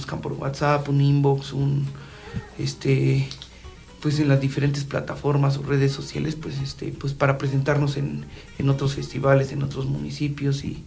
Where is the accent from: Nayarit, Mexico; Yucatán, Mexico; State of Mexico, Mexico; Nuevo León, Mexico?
State of Mexico, Mexico; Porque pues básicamente todos los integrantes somos de aquí, de Ameca, de Mamatla, de Cocotitlán. Entonces somos de acá, de la región de los volcanes.